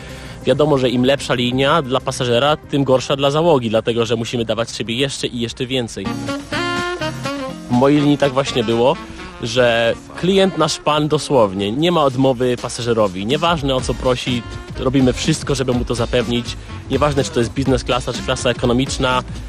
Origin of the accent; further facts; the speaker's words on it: Police, West Pomeranian Voivodeship, Poland; A dopiero co przyjechałem z Polic, z mojej małej wioski gdzieś tam pod Szczecinem.